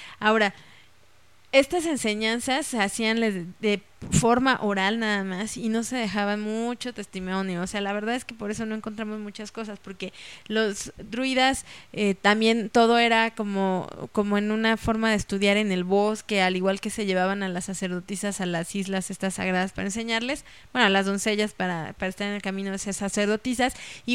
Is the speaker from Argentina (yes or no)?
no; Mexico; por eso nosotros como mexicanos ahora tenemos tantos templos antiguos